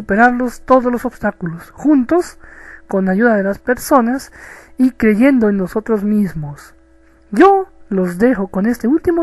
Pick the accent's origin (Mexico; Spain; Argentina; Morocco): Mexico; de México, el cóndor de Latinoamérica.